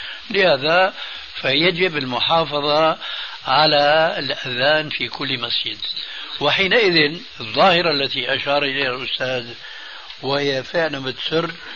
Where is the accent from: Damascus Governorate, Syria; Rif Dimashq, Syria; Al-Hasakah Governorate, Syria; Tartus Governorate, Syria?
Damascus Governorate, Syria; Damascus; كما يقولون عندنا في الشام،